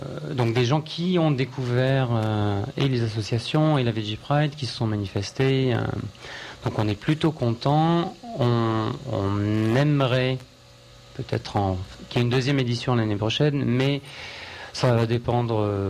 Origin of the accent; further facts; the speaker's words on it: Marseille, Provence-Alpes-Côte d'Azur, France; on est de Marseille.